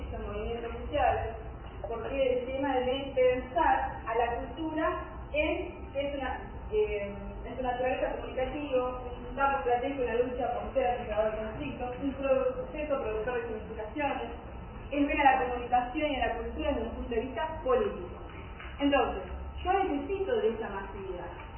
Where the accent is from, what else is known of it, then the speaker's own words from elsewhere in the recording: Cañuelas, Buenos Aires Province, Argentina; Somos de Cañuelas, que somos la capital del dulce de leche.